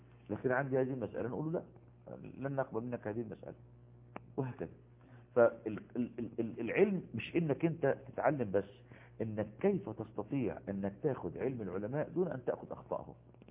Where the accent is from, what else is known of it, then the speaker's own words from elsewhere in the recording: Egypt; وجد المصافحة منتشرة عندنا في مصر